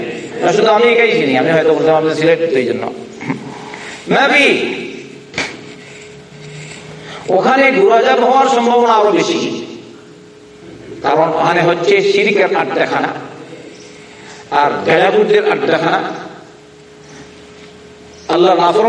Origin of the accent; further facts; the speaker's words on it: Sylhet Division, Bangladesh; আমি তো সিলেটের মানুষ, দেখলাম না গরম।